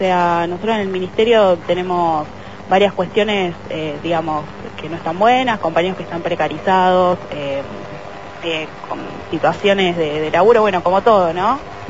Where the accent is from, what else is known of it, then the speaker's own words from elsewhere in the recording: Almagro, Buenos Aires, Argentina; De Almagro.